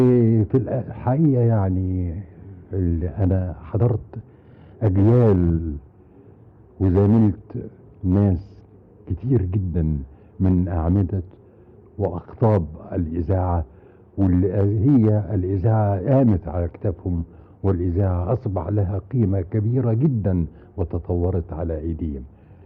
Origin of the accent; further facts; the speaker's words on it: Egypt; now in United Kingdom; الى ان تتاح لي فرصة تانية في اني يعني اجي بلدي واعمل في بلدي